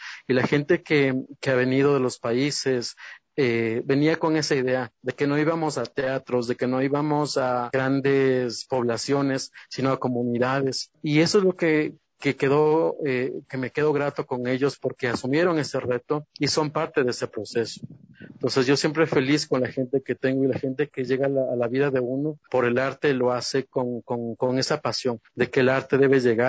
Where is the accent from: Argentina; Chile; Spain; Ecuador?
Ecuador; para nosotros como ecuatorianos no la conocemos